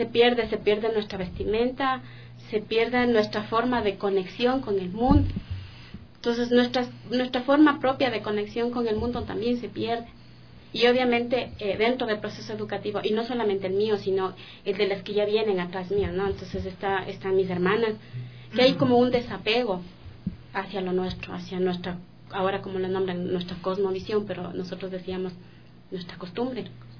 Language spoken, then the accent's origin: Spanish; Cotocollao, Pichincha, Ecuador; nosotros somos originarios de Cotocollao.